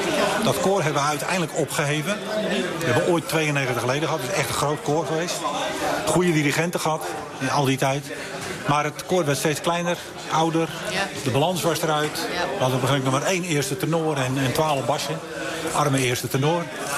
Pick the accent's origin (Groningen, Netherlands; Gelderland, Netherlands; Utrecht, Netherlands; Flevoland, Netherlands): Flevoland, Netherlands; Lelystad; Nee, ik kom uit Lelystad.